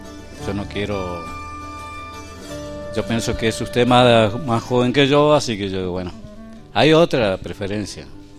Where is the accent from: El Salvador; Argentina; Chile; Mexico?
Argentina; Chubut; now in El Bolsón, Argentina; yo soy... oriundo de acá, 60 kilómetros de Maitén.